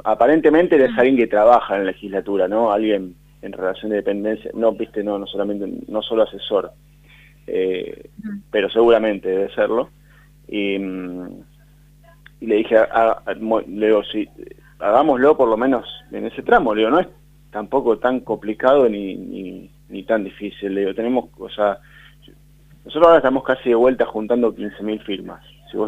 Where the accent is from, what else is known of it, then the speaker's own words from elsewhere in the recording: Buenos Aires, Argentina; nosotros venimos por otro lado, somos de Villurquiza